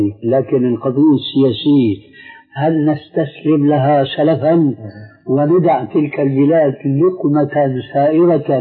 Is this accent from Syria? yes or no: yes; Syria; إذا سمحت كني بيقول عندنا في الشام كني وغطاؤها